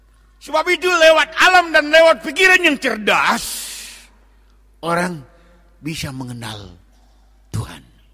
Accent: North Sumatra, Indonesia; Kita orang Batak menyanyikan lagu kesayangan terhadap tanah Batak.

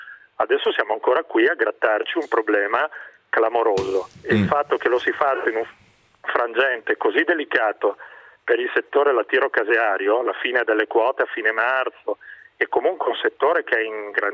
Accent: Lombardy, Italy; Io ho una parola sola e su questo lo dico da lombardo

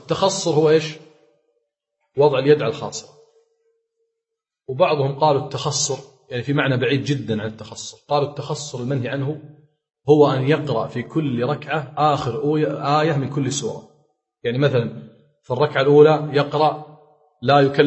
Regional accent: Kuwait; حنا نقول عندنا بالكويت يتلوى،

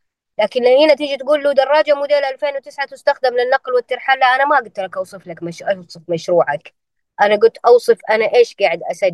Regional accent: Eastern Province, Saudi Arabia; جدة غير الرياض غير الجنوب غير عندنا في الشرقية

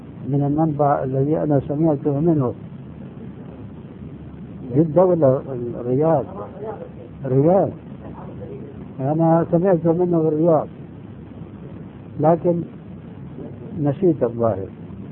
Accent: Syria; وكما يقولون عندنا في الشام بلطوا الفيرة

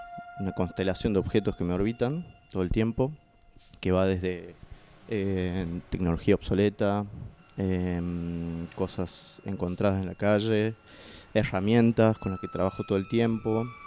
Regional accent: Catamarca, Argentina; now in Córdoba, Argentina; soy artista nacido y criado en Catamarca, en el noreste de Argentina, pero ya resido en Córdoba hace 12 años aproximadamente, mitad cordobés, mitad catamarqueño.

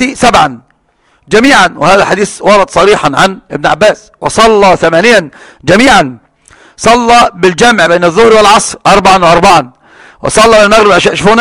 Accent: Alexandria, Alexandria Governorate, Egypt; مطار برج العرب عندنا في الإسكندرية

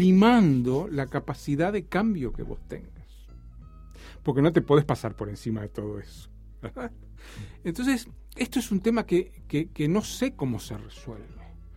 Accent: Uruguay; como uruguayo queda siempre un poco lejos

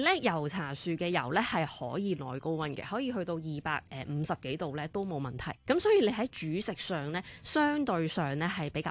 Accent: Hong Kong; 我们香港人就有时就直接叫它做茶油。

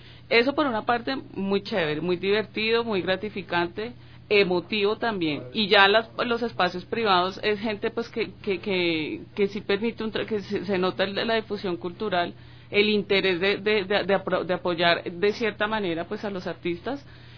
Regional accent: Bogotá, Colombia; Yo soy de Bogotá y voy a vivir a establecerme en Buenos Aires, entonces sí vengo bajando desde Colombia.

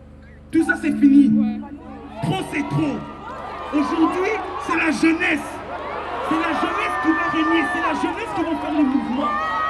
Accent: Belgium; Moi, je suis un jeune noir de quartier. On a grandi ici en Belgique avec beaucoup de nos frères.

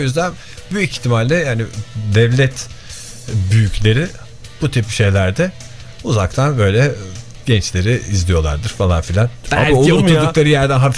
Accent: Izmir, İzmir, Turkey; Yani bir İzmirli olarak bunu açık yüreklilikle söyleyebilirim.

